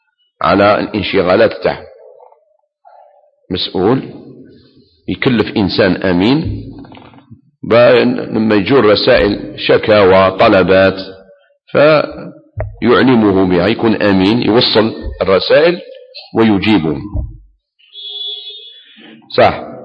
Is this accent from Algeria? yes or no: yes; Algeria; احنا كنا في بلادنا الجزائر قبل الاستعمار الفرنسي